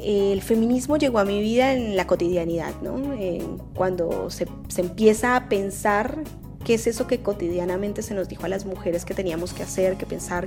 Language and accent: Spanish; Colombia; moved away as an adult; now in Argentina; Soy una colombiana que reside en Argentina hace 12 años, estudié en la Universidad de Buenos Aires, me vine acá por eso, por ese motivo.